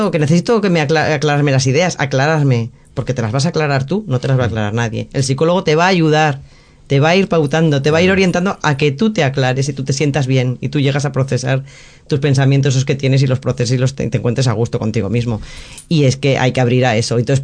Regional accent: Madrid, Community of Madrid, Spain; now in Alicante, Spain; Que soy madrileña, no... que soy madrileña y luego alicantina de adopción

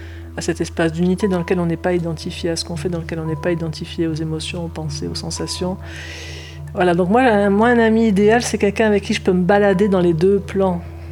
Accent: south of France, France; Je suis du Sud, avec un papa marseillais, une maman rémoise, mais qui avait une sacrée tchatche.

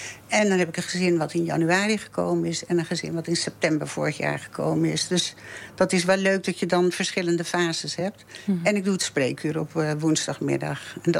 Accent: Haarlem, North Holland, Netherlands; also born or lived in Amersfoort / Leusden; now in Nijkerk, Netherlands; Ik heb hier niet altijd gewoond. Ik ben geboren en getogen in Haarlem. En daar heb ik 33 jaar gewoond. En toen zijn we naar Amersfoort en later dan nog via Leusden hier naar Nijkerk gekomen.

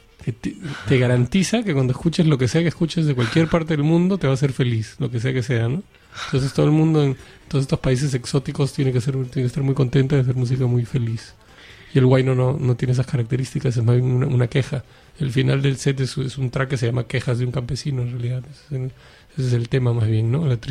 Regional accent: Lima, Peru; moved away as an adult; now in Barcelona, Spain; Pues yo crecí en Lima, ¿no? Crecí en Perú. Y originalmente soy de aquí, de Barcelona, pero desde los 7 años hasta los 24 años viví en el Perú, ¿no?

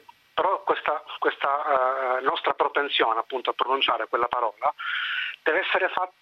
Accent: Sicily, Italy; Io sono siciliano e quindi tutti quanti sanno quale parola noi usiamo per intercalare i discorsi

